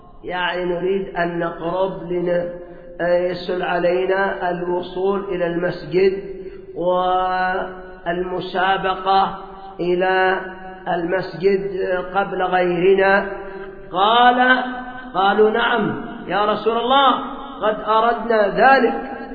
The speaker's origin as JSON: {"language": "Arabic", "country": "Yemen", "said": "وعندنا في اليمن بنو سلمة هؤلاء في وصاب السابع"}